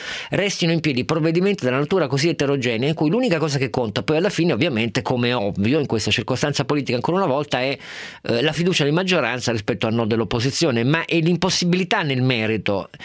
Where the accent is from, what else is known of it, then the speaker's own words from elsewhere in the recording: Turin, Piedmont, Italy; io che sono torinese